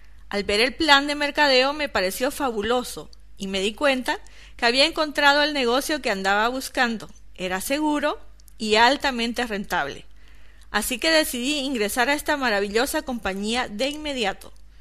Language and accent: Spanish; Riberalta, Beni, Bolivia; born there; tengo 33 años, nací en Rivera Alta, Beni, Bolivia, una pequeña ciudad de 30.000 habitantes en aquel entonces. Vengo de una familia donde no hubo abundancia ni lujos